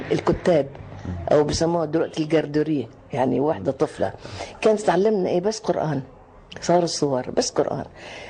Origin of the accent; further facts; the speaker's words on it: Lebanon; أنا لبنانية أساسا، بس أنا بحب مصر أكتر من أي بلد في العالم.